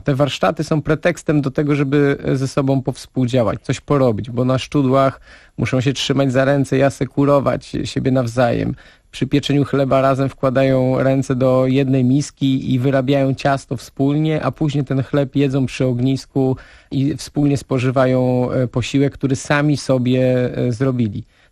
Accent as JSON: {"language": "Polish", "town": "Nowe Miasto Lubawskie", "region": "Warmian-Masurian Voivodeship", "country": "Poland", "tie": "born or raised there", "said": "a ja urodziłem się w Nowym Mieście i tam chodziłem do szkoły podstawowej i później do technikum rolniczego"}